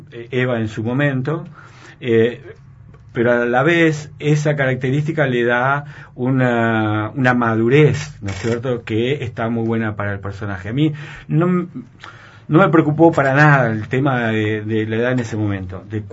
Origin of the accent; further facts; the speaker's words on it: Argentina; nos trae un tema que no nos abandona como sociedad, como argentinos